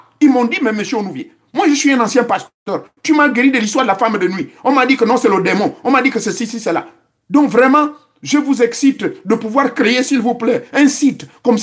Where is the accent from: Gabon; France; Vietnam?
Gabon; c'est comme ça qu'on l'appelle chez nous au Gabon.